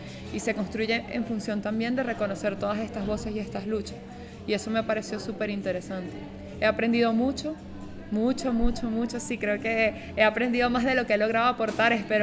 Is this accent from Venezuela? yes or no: yes; Venezuela; vengo de Venezuela.